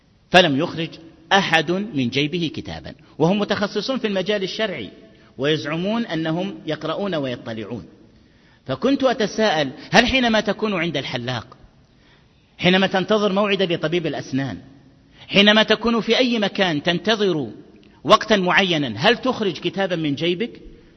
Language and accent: Arabic; Egypt; ماذا عن كتب الترجمة عندنا في مصر أيها الأحبة؟